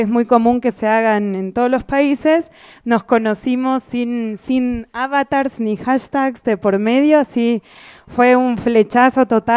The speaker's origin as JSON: {"language": "Spanish", "country": "Argentina", "said": "soy de Argentina."}